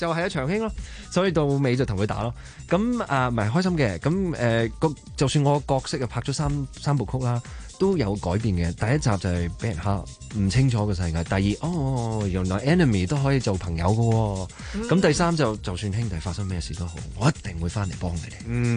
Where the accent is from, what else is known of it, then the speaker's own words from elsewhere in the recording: Australia; 特別我喺澳洲長大，有好多嘢真係未食過噶嘛